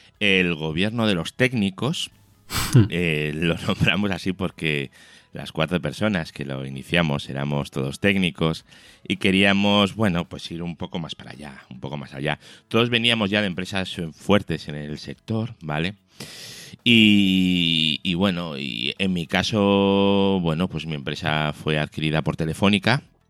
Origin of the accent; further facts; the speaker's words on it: Spain; Todos somos españoles y toda la pasta sale de España.